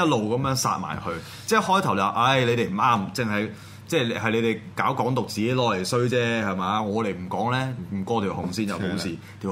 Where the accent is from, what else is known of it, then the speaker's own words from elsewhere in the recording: Hong Kong; 即係我哋香港人唔係中國人嗰種奴才心態啦，